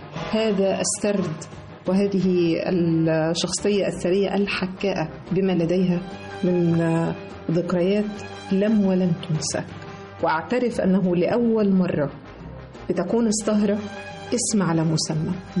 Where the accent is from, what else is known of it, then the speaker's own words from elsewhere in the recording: Egypt; ونفتخر جميعنا كمصريين